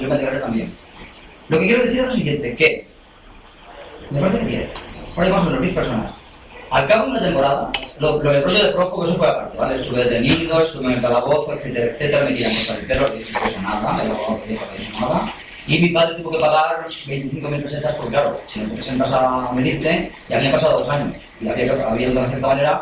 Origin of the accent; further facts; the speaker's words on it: Ourense, Galicia, Spain; yo soy de Orense, una de las provincias de Galicia, cerca de Zamora.